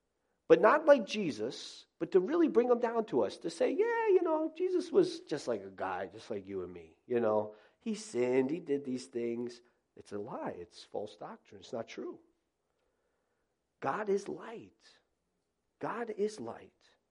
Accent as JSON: {"language": "English", "region": "Florida", "country": "United States", "tie": "born or raised there", "lives_now": "Northeast, United States", "said": "You know, I grew up in South Florida. You may be saying, what in the world are you doing in the Northeast? I've been here for many years."}